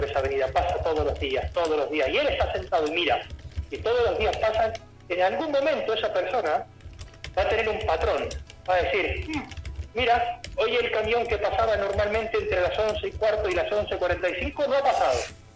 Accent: Argentina; now in Spain; Pero ni siquiera Argentina mismo, siendo ser argentino.

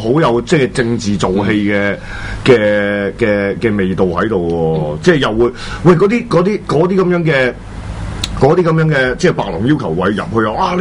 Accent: China; accent: mainland Chinese; 因為我啲大陸腔口嚟嘅

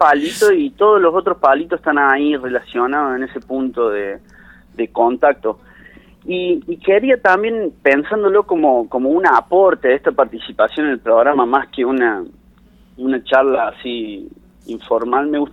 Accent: Mina Clavero, Córdoba, Argentina; Y yo me crié en Mina Clavero, cuando Mina Clavero todavía ya era un lugar súper turístico

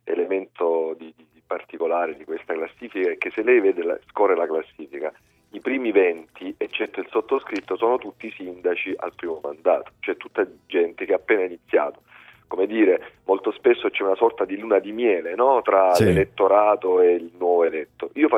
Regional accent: Lecce, Apulia, Italy; E mi dicevano di dove sei, di Lecce

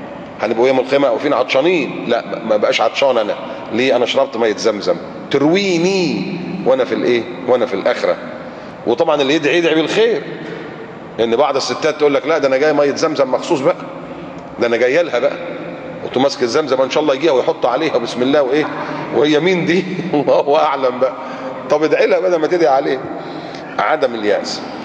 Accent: Egypt; زي نهر النيل عندنا في مصر بينبع من تحت من السودان ويمشي 1000 كيلو

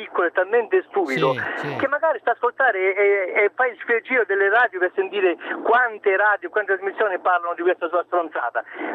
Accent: Sicily, Italy; Allora, dicevo, da siciliano, facevo questa considerazione.

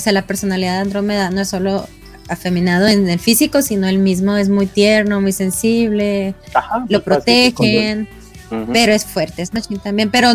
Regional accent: Mexico; yo como mexicana

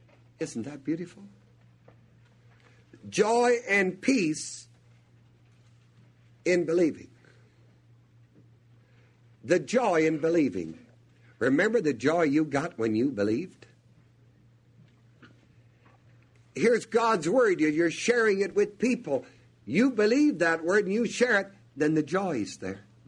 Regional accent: New Knoxville, Ohio, United States; born there; I was born in New Knoxville.

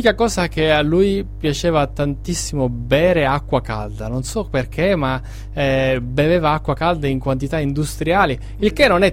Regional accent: Sicily, Italy; anche essendo siciliano … mi ha sempre colpito

